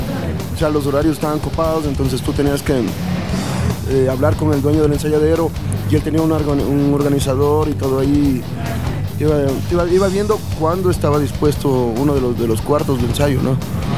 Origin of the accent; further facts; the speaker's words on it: Ecuador; siempre dándonos la mano también como ecuatorianos